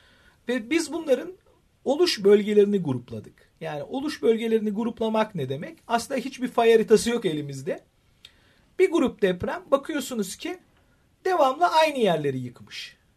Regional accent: Istanbul, Turkey; Ve şans şu, ben İstanbul doğumluyum.

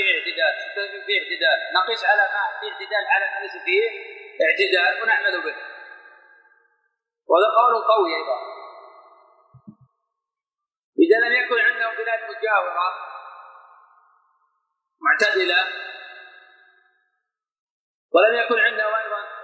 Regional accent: Buraydah, Al-Qassim, Saudi Arabia; هذاك الوقت قريبا مثل عندنا في بريده

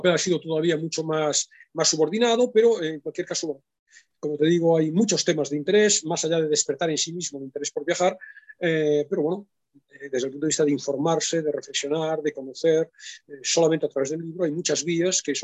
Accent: Vigo, Galicia, Spain; sí saben que soy gallego, lo hemos hablado alguna vez, lo he dicho, no sé si saben que soy de Vigo en particular

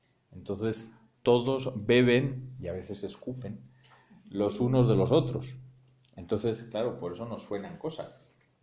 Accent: Spain; Como suena en español y como yo soy español

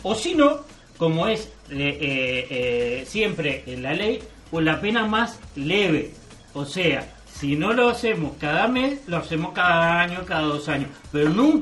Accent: Uruguay; Porque somos uruguayos.

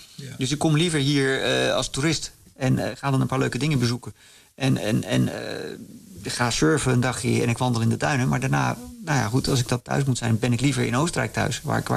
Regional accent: Netherlands; Ik ben een Nederlander, dus als ik hier ben, vind ik dat ook leuk om heel veel dingen te zien.

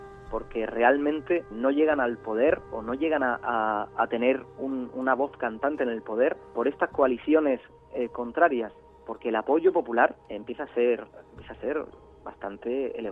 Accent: Spain; now in Netherlands; soy periodista español que ejerce en la actualidad desde Holanda como experto en política europea

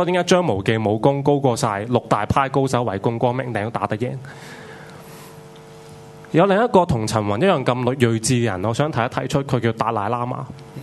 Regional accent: Hong Kong; 其实就是为我们香港人争取多些权利

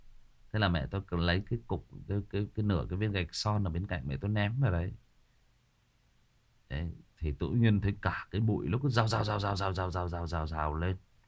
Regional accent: Hưng Yên, Vietnam; Hưng Yên, đúng rồi, ở Hưng Yên, ở quê mình. quê của mình là Hưng Yên đó Trường Duy. Quê ngoại của mình luôn đó.

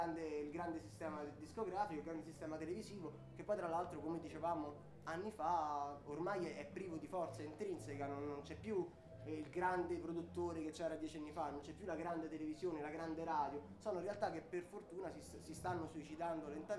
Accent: Rome, Lazio, Italy; Noi veniamo da Roma e Roma è sicuramente una città che ha un bacino culturale abbastanza forte.

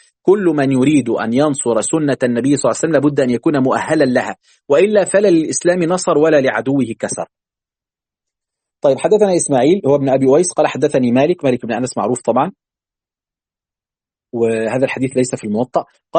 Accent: Egypt; عندنا في مصر

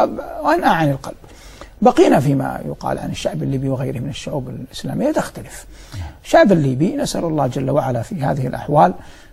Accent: Saudi Arabia; في بلد الثاني الدوحة مع اعتزازي العظيم وإجلال الكبير لبلدي الأم ووطني الغالي المملكة العربية السعودية

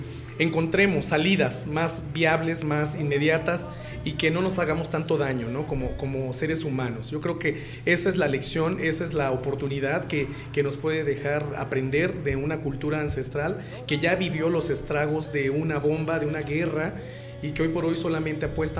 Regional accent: Mexico; a mí como mexicano me decía, bueno, yo mismo decía, carambas, entonces si estas personas nunca han venido o nunca han estado en México

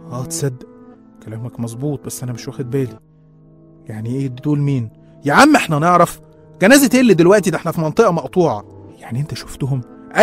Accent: Qena Governorate, Egypt; احنا أصلا من الصعيد من محافظة قنا، والمواقف اللي هحكيها دي حصلت كلها هناك

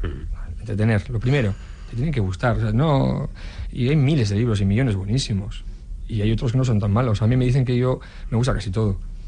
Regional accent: Erandio, Basque Country, Spain; Yo soy de Erandio y voy pues igual dos veces

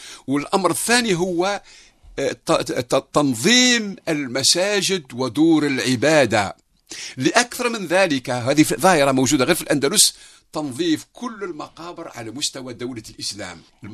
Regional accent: Algeria; وهذه تعتبر نعمة وموجودة حتى في تقاليدنا كجزائريين

